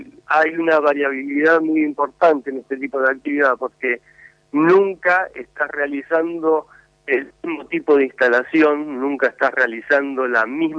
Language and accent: Spanish; Moreno, Buenos Aires Province, Argentina; born there; Yo nací en Moreno, sí, señor.